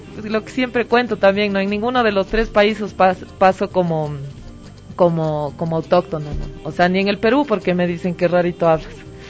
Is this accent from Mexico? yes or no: no; Ecuador; yo soy peruana holandesa, criada aquí en el Ecuador.